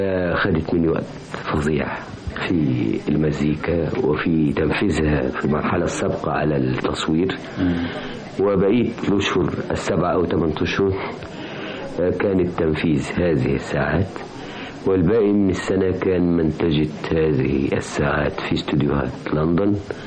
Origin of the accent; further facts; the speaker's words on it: Egypt; أهلا أهلا بيك أنت وبجميع المستمعين وجميع أهلي في بلادي مصر